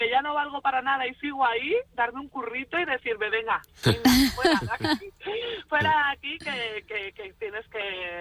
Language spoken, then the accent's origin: Spanish; northern Spain, Spain; yo soy del norte, yo soy norteña